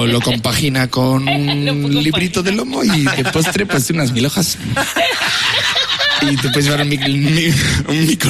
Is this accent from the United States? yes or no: no; Casasola de Arión, Castile and León, Spain; No te creas tú que he hablado yo de esto porque mi pueblo Casa Sola Darion esté al lado, ¿sabes?